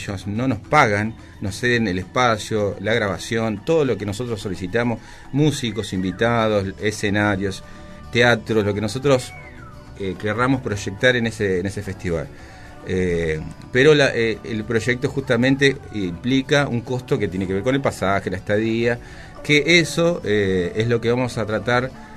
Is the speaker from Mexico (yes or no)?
no; José C. Paz, Buenos Aires Province, Argentina; orgulloso de ser de José C. Paz, trabajo en José C. Paz, nací, me crié en José C. Paz, los tres somos de acá